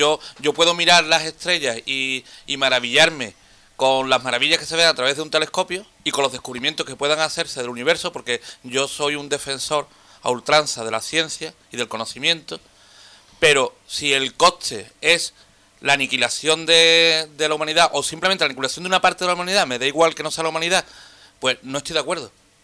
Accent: Andalusia, Spain; O sea, nosotros como andaluces estamos en los últimos de la fila

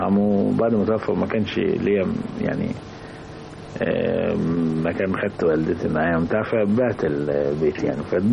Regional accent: Mit Ghamr, Dakahlia, Egypt; also born or lived in Mansoura; هو أنا مولود في المنصورة بس اتربيت في ميت غمر, يعني اتولدت في المنصورة لأن كان بيت أمي في المنصورة

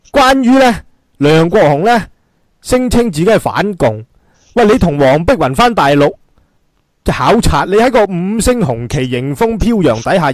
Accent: Hong Kong; 争取咗啲乜撚嘢呀帮我哋香港人

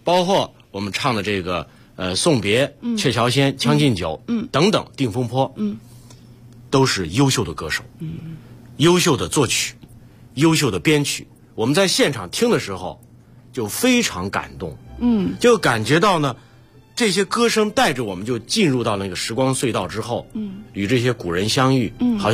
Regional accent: Xi'an, Shaanxi, China; 这是曹学密也我们老乡，都是陕西人。那个他是渭南的，我是西安的，但我们都是关中的。

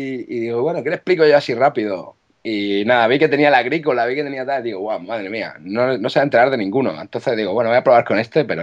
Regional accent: Cartagena, Region of Murcia, Spain; now in Barcelona, Spain; soy de Cartagena, pero vivo en Barcelona actualmente.

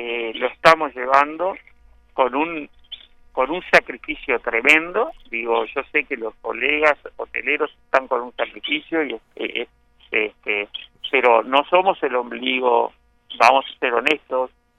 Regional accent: Uruguay; yo te hablo como ciudadano uruguayo y como persona que vive en este lugar paradisíaco que es Maldonado, Punta del Este.

